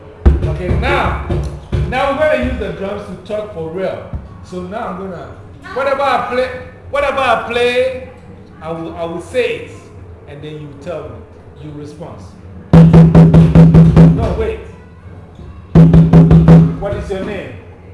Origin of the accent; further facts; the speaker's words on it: Ghana; This is called Ntoma and it's from Ghana, West Africa. It's our clothes that we wear to show off that we are from Ghana.